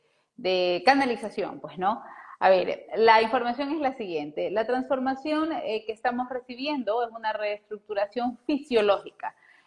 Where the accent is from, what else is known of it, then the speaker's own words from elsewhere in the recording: Ecuador; Un abrazo fuerte para Ecuador, mi tierra hermosa.